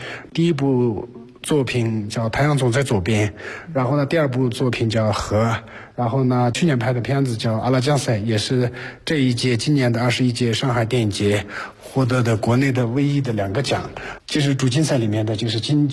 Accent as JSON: {"language": "Chinese", "town": "Tongde", "region": "Qinghai", "country": "China", "tie": "born or raised there", "said": "从小就在同德长大，然后呢，我的父亲是一个小学老师，然后呢，牧区的，当时是我小的时候是牧区是没有电的"}